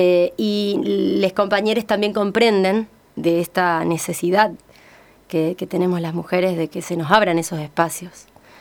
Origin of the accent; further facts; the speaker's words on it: San Lorenzo, Santa Fe, Argentina; Yo soy de San Lorenzo